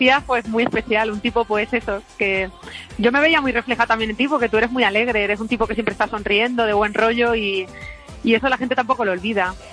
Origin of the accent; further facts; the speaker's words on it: Valencia de Alcántara, Extremadura, Spain; mi pueblo, en Valencia de Alcántara.